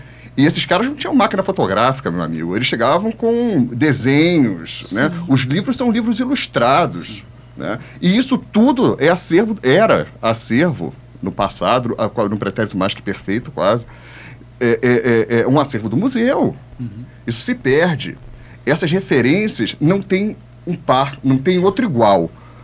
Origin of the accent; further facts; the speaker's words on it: Rio de Janeiro, Brazil; Eu sou carioca, não sei se dá para perceber, mas como nascido no Rio